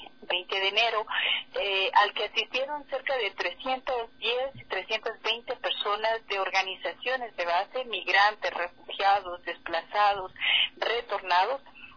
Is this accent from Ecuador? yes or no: yes; Ecuador; nosotros sabemos, como ecuatorianos y ecuatorianas